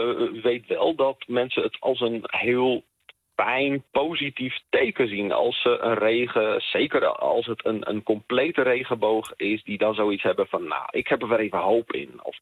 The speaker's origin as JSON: {"language": "Dutch", "region": "Friesland", "country": "Netherlands", "said": "als verhalenverteller en als Fries hou ik wel van de Germaanse mythe"}